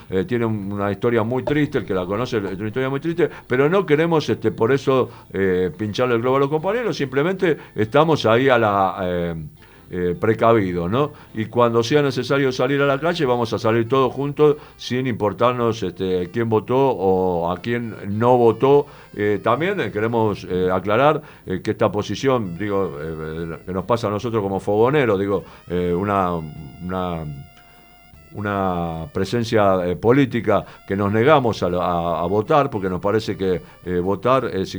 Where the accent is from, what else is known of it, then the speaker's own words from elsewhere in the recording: Buenos Aires, Argentina; Me satisface muchísimo como porteño, yo soy porteño